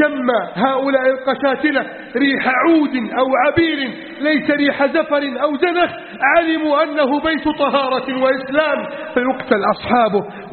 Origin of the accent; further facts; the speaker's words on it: Egypt; اللهم احفظ بلدنا مصر من كيد الكائدين وحقد الحاقدين وتسلط المجرمين